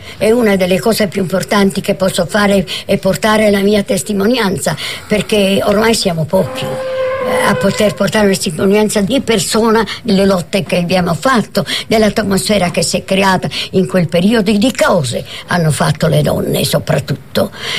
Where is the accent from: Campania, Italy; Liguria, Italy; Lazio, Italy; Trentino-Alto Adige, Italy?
Lazio, Italy; Rome; born there; Io vengo da una famiglia sarda, e però sono stranamente l'unica figlia nata a Roma. Sono nata a Roma nel 1912, 27 marzo 1912.